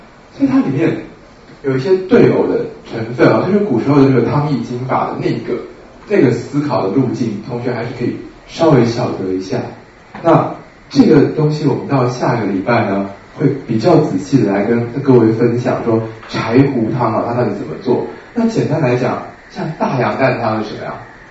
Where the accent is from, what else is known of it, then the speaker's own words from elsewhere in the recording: Guangdong, China; 像我们广东人很喜欢两个村庄械斗啊